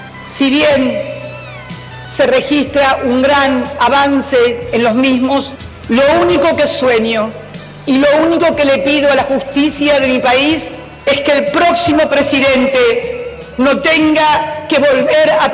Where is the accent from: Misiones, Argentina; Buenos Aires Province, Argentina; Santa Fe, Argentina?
Buenos Aires Province, Argentina; La Plata; como le decíamos nosotros los que somos de La Plata